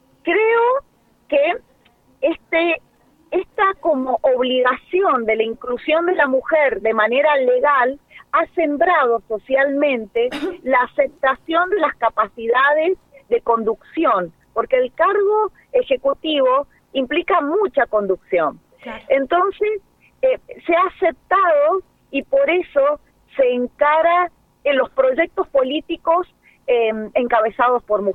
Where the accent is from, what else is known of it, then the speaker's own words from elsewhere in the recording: General Alvear, Mendoza, Argentina; Soy de General Alvear Mendoza.